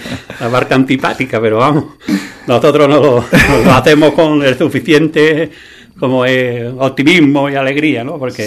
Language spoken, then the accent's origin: Spanish; Andalusia, Spain; yo me siento andaluz, tengo un carácter así abierto, ¿no? Alegre, yo qué sé, que algo el tiempo y el vivir aquí no hace ser así.